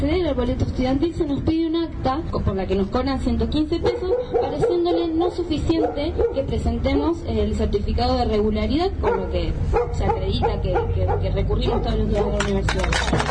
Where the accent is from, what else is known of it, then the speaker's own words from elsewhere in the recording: Ingeniero Jacobacci, Río Negro, Argentina; una región, que es la de la línea sur, de la que yo vengo. Yo soy de Ingeniero Jacobacci, y es una zona donde no hay universidades